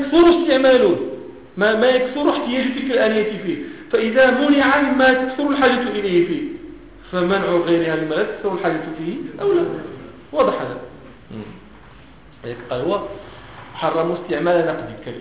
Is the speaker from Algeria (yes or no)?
no; Morocco; وهذه ما كان يسمى عندنا في المغرب هذا البابور